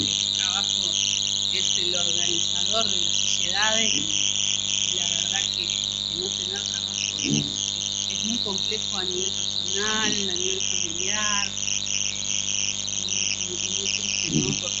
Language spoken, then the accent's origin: Spanish; Argentina; Pues yo soy de la idea de estas leyes, de que todos somos argentinos.